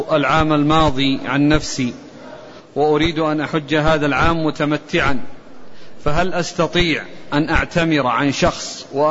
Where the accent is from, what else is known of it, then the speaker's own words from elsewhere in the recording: Morocco; كما هو حاصل عندنا في المغرب